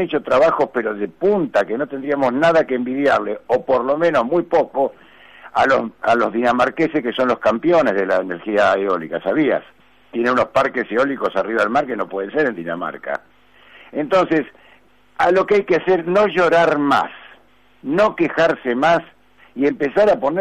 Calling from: Munro, Buenos Aires Province, Argentina; Buen día, te habla … de Munro.

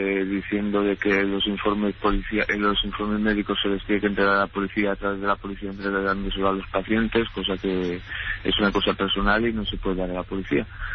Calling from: Valencia, Valencian Community, Spain; Mire, yo le llamo desde Valencia.

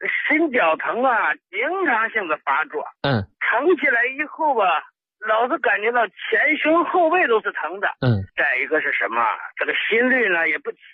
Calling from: Hangzhou, Zhejiang, China; also born or lived in Hebei; 哎，我呢是杭州的。

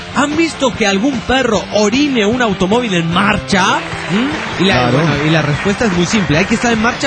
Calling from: Veracruz, Mexico; Soy de Veracruz, México.

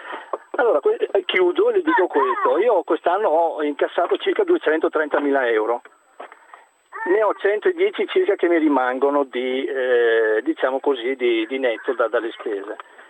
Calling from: Verona, Veneto, Italy; Chiamo da Verona.

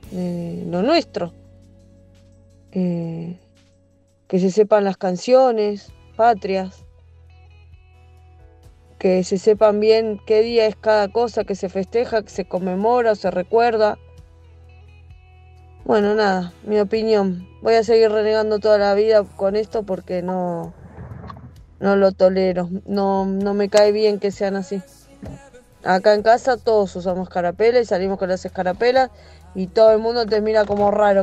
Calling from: Quilmes, Buenos Aires Province, Argentina; de Quilmes.

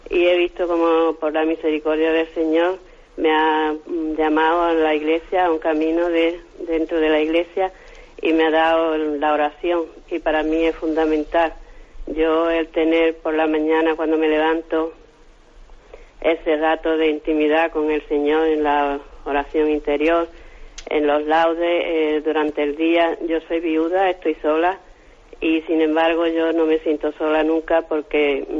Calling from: Málaga, Andalusia, Spain; de Málaga.

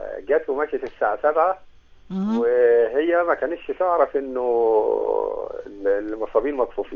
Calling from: Asyut, Asyut Governorate, Egypt

